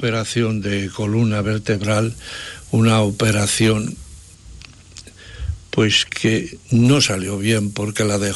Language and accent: Spanish; Alcoy, Valencian Community, Spain; Y dentro de Alicante soy alcoyano